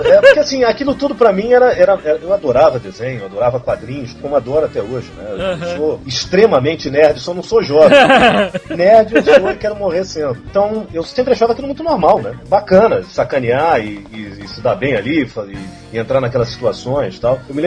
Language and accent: Portuguese; São Paulo, Brazil; now in Rio de Janeiro, Brazil; eu sou paulistano, mas assim, eu estava... Não, eu era engraçado, né? Porque eu tô há tanto tempo no Rio de Janeiro que a gente até esquece.